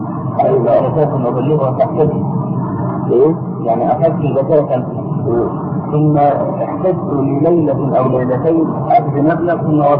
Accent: Egypt; يعني احنا عندنا في مصر الموظف ده 40 جنيه مثلا او 50

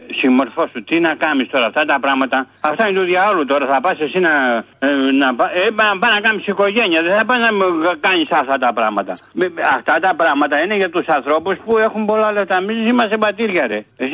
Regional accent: Patras, Western Greece, Greece; είμαι από την Πάτρα.

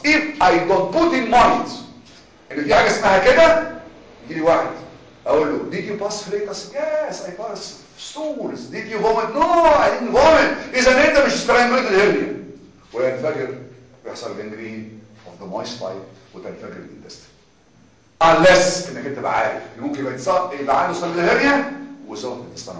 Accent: Egypt; لكن احنا عندنا في مصر شعبنا ما بيحبش العمليات.

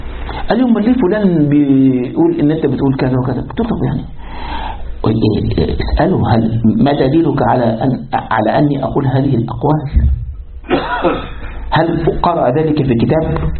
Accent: Egypt; كان في واحد عندنا في مصر

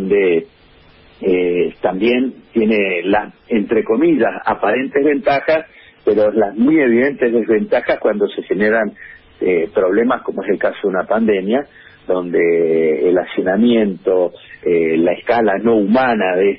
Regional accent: Formosa, Argentina; Yo vengo de Formosa.

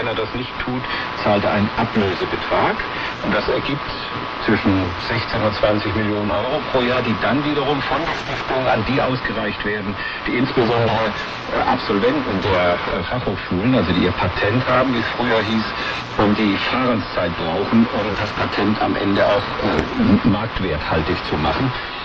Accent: Karlsruhe, Baden-Württemberg, Germany; ich komme aus Karlsruhe, da lebt meine Familie, meine Brüder, meine Mutter noch.

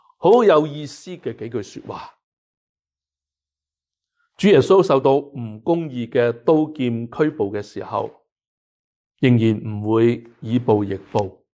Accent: Hong Kong; now in Canada; 更加就是香港是我们很多人生于斯长于斯的一个的地方，我们对香港那种的爱和关怀并没有因为移民而是轻易的改变了

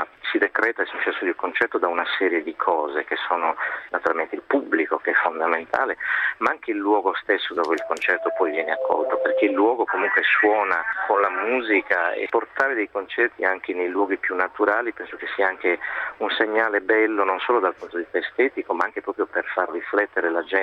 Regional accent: Sardinia, Italy; seppur poi sono un sardo che ama poi condividere naturalmente questa che io chiamo ricchezza con il mondo

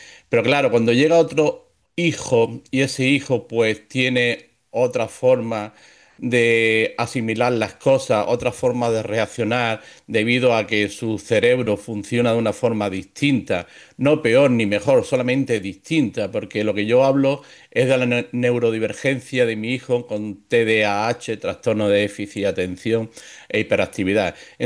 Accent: Málaga, Andalusia, Spain; soy un escritor malagueño, andaluz, de España. Y tengo 54 años

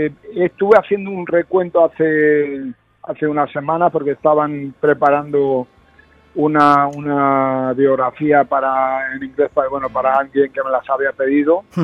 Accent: Argentina; also born or lived in Madrid, Spain / United States; mi familia tiene muchas raíces, y yo tengo raíces sureñas, aunque yo nací en Madrid y me crié en Argentina, en Latinoamérica y Estados Unidos, también la parte sureña a mí es muy marcada

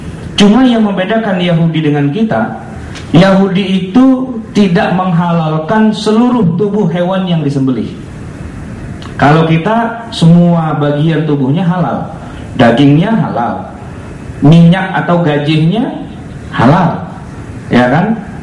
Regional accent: Jakarta, Indonesia; kita orang Betawi itu yang namanya jeroan, ya, itu jadi soto Betawi, ya kan?

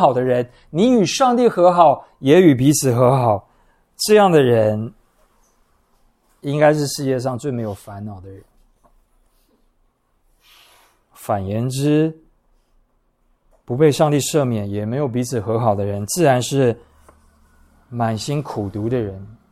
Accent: Taiwan; 我们都是台湾人嘛，我们都在这个文化环境中长大

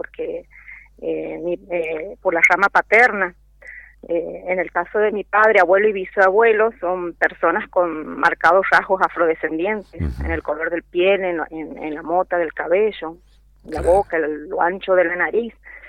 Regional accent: Santiago del Estero, Argentina; now in Mendoza, Argentina; Yo llevo 22 años viviendo aquí en Mendoza, pero soy nativa de Santiago del Estero, de santiagueña.

